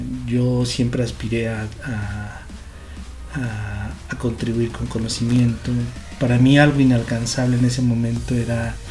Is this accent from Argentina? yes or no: no; Pachuca, Hidalgo, Mexico; Yo soy de Pachuca, nacido en Pachuca, crecido en Pachuca, soy tuzo de corazón.